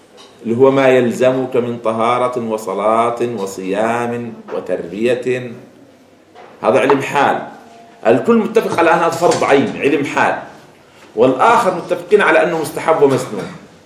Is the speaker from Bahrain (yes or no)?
no; Jordan; عادة خاصة بلدنا الأردن عامة كتب التجويد